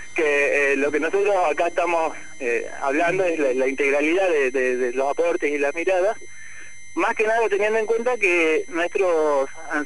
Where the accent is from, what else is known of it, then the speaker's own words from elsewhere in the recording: Jujuy, Argentina; now in La Plata, Argentina; En realidad somos jujeños, ¿viste? Pero estamos acá viviendo en La Plata hace muchos años.